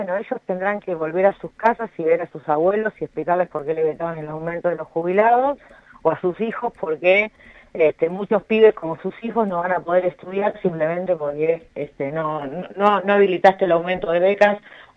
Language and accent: Spanish; San Clemente del Tuyú, Buenos Aires Province, Argentina; born there; nací en San Clemente del Tuyú, vengo de una familia de clase media baja, más baja que media, como digo siempre.